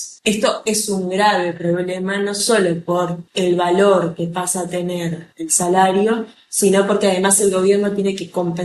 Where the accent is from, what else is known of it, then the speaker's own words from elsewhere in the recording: Argentina; yo soy argentina, frente a Argentina, Venezuela es más barato en términos de comida, de ropa, de motos, muchos productos son más económicos